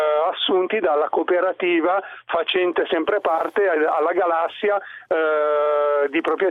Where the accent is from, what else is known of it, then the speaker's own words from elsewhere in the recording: Milan, Lombardy, Italy; Io sono di Milano, ma